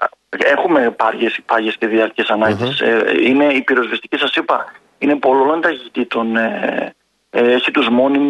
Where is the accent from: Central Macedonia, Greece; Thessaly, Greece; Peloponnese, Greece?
Central Macedonia, Greece; Thessaloniki; από τη Θεσσαλονίκη που είμαι εγώ